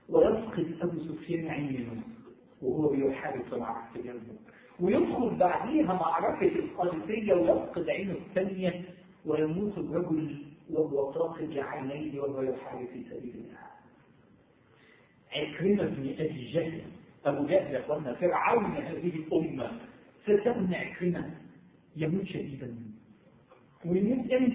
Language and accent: Arabic; Egypt; ده مش عشان انا مصري ده مش ده يعني يا جماعه دي مش قوميه بلدنا